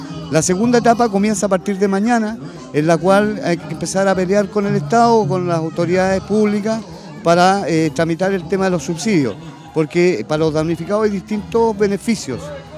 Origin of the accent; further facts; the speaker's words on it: Valparaíso, Chile; Queremos quedarnos en Valparaíso porque somos porteños.